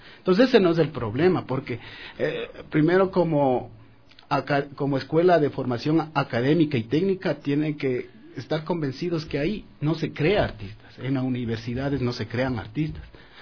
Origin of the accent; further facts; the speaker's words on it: Riobamba, Chimborazo, Ecuador; he expuesto lógicamente en mi tierra en Riobamba